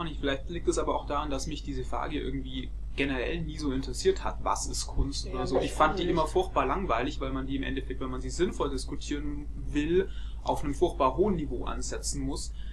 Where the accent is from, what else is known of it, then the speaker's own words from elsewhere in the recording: Augsburg, Bavaria, Germany; Ja, ich komme aus Augsburg, was man vermutlich auch hört. Bayern.